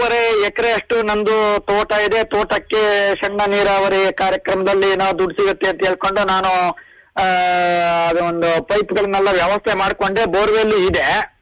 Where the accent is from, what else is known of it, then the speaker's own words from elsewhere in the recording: Sagar, Karnataka, India; ಸಾಗರದಲ್ಲಿ ಸರ್ ನಮ್ದು ಕಲ್ಲಲ್ಲ ಗುಡ್ಡಿ ಅಂತ ಬರುತ್ತೆ.